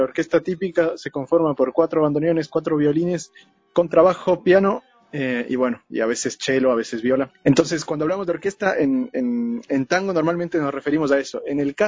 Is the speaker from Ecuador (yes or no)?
yes; Ecuador; estamos …, … y yo, que somos ecuatorianos